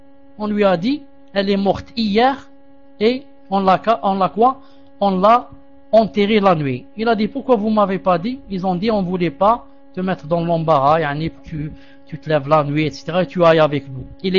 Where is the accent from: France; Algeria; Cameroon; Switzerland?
Algeria; On dit ça chez nous en Algérie.